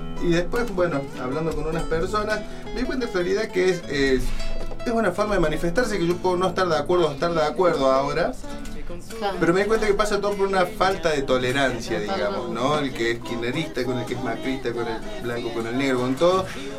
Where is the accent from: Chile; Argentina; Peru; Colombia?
Argentina; Villa Cura Brochero, Córdoba; born there; Pero donde yo nací, que es en Brochero, a los perros le decimos choco.